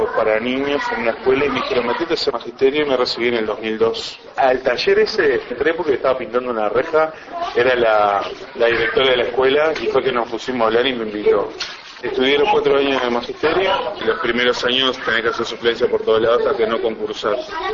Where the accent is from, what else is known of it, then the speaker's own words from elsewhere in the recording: Montevideo, Uruguay; Yo nací en Jardines del Hipódromo, relativamente cerca de acá. Provengo de una familia bastante humilde, trabajadora